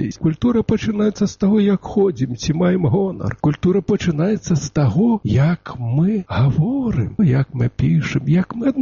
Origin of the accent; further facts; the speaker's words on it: Ukraine; Belarusian is a second language; Тут уже вызначалі, што я з Украіны, а мені так спадабалася мова. Я разумею, што ў мяне можа быць діалект.